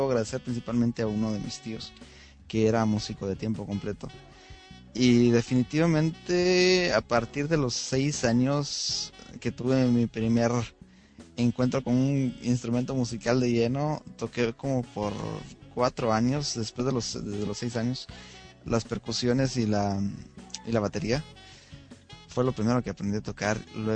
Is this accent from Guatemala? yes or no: yes; Guatemala; now in United States; yo soy guatemalteco y aunque mi selección no está en el mundial, vivo en Estados Unidos